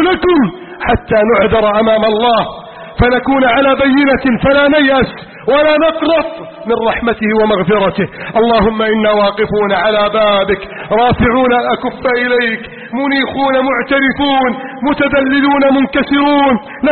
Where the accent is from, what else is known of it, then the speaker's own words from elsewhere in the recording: Egypt; واجعل بلدنا مصر آمنا مطمئنا وسائر بلاد المسلمين.